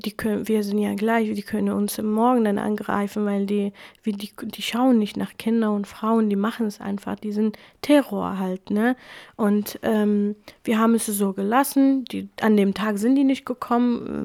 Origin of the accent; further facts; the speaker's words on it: Iraq; first language Kurmanji; German is a second language; in der Schule hatte ich Arabisch tatsächlich, aber zu Hause haben wir nur Kurmanji geredet und unsere Lehrer waren auch Jesiden, die meisten waren auch Jesiden. Also ich hatte das Gefühl immer, dass Shingal eigentlich mein Land ist und ich lebe in einer Hauptstadt.